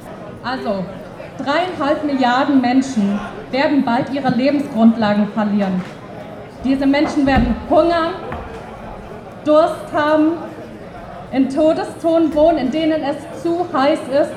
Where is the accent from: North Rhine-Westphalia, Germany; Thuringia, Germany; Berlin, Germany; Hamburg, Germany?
Berlin, Germany; Ich wünschte, ich hätte so eine coole Nachbarschaft, aber ich komme aus Lichtenberg.